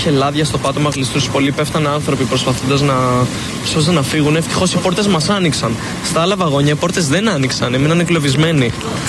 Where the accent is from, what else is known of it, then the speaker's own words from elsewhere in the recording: Athens, Attica, Greece; Όχι, κάνω τακτικά διαδρομή Αθήνα-Θεσσαλονίκη, σπουδάζω στη Θεσσαλονίκη και είμαι Αθηναίος.